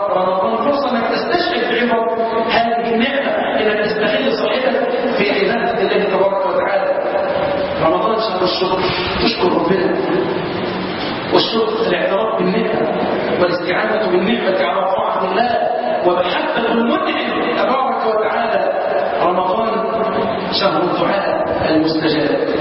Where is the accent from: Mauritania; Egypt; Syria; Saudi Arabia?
Egypt; اللهم انا نسالك ان تحفظ بلدنا مصر